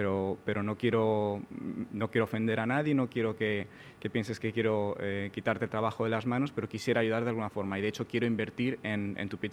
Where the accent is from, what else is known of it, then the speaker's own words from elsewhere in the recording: Málaga, Andalusia, Spain; yo mismo soy español, de Málaga